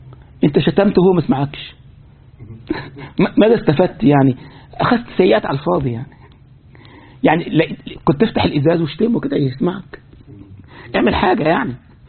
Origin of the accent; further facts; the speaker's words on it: Egypt; زي مرة من المرات عندنا في مصر، طبعا الحاجة دي مش لقاش هنا طبعا